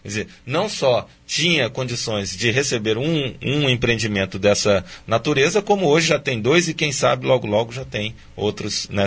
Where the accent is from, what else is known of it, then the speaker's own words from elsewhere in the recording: Rio de Janeiro, Brazil; now in Foz do Iguaçu, Brazil; eu vim do Rio de Janeiro, né